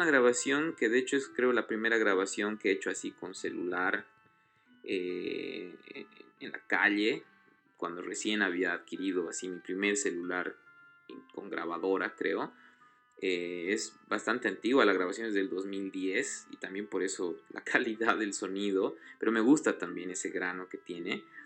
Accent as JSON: {"language": "Spanish", "country": "Bolivia", "said": "soy boliviano"}